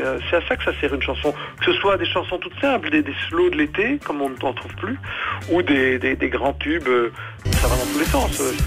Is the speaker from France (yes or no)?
no; Belgium; je confirme que je suis belge, mais ça ne se voit pas